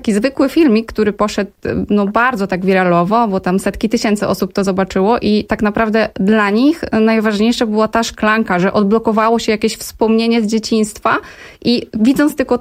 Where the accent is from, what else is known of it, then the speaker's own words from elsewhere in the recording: Kraków, Lesser Poland, Poland; U nas w Krakowie zostały obwarzanki